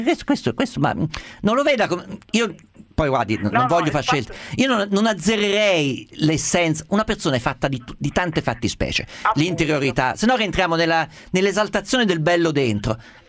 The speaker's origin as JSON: {"language": "Italian", "region": "Umbria", "country": "Italy", "said": "Ma anche io riconosco uno umbro che è della mia terra rispetto a un sardo, un siciliano, non so dirle perché, lo vedo camminare, capisco esattamente che è nato dove sono nato io."}